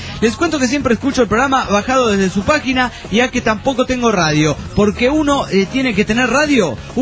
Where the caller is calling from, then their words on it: Trelew, Chubut, Argentina; de Trelew, Chubut, Patagonia, Argentina.